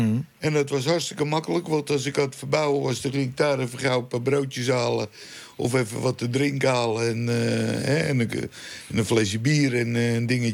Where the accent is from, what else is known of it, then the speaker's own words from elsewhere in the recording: North Holland, Netherlands; Wij komen uit Lamuiden vandaan. Dat ligt onder de rook van Schiphol.